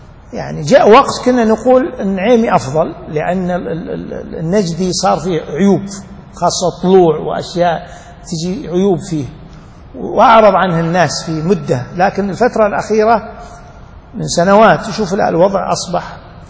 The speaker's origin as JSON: {"language": "Arabic", "region": "Najd", "country": "Saudi Arabia", "said": "والحري يعني قليل عندنا في نجد"}